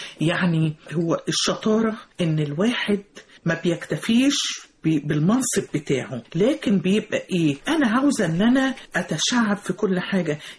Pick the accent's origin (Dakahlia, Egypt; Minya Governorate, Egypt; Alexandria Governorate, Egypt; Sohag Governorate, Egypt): Dakahlia, Egypt; Mansoura; أنا طلعت في من المنصورة، من الدقهلية